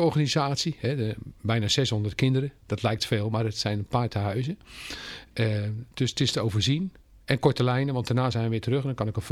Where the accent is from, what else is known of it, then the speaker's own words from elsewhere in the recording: Vlaardingen, South Holland, Netherlands; We komen van oorsprong ook uit Vlaardingen. Geboren en getogen.